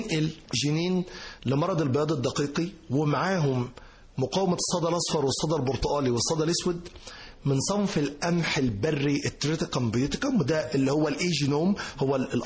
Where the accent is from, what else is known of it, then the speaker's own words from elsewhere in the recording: Giza, Giza Governorate, Egypt; فانا قلت له انا من الجيزة، وجيزة فيهاش رز، فاحنا الجيزة بتزرع قمح.